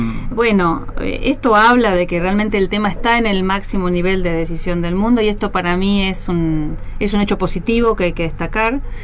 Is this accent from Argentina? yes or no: yes; Argentina; Para nosotros como país sudamericano es muy importante que Brasil esté liderando estas posiciones y sumarnos, como Argentina, sumarse a este liderazgo regional.